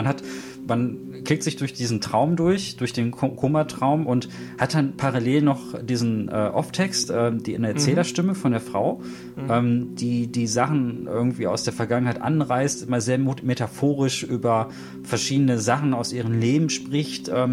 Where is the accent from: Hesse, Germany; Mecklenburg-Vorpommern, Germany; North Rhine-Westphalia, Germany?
North Rhine-Westphalia, Germany; Also ich komme ja selber aus dem Pott und Köln ist nicht ganz weit von mir